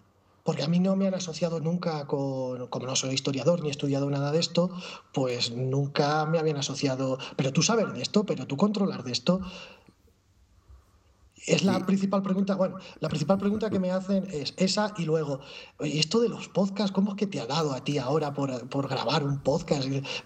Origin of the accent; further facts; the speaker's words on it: Toledo, Castilla-La Mancha, Spain; Sí, yo soy de Toledo.